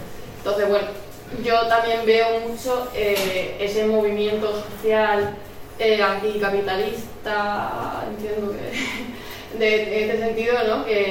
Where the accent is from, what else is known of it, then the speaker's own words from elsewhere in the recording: Andalusia, Spain; born there; en la región de donde yo nací, en Andalucía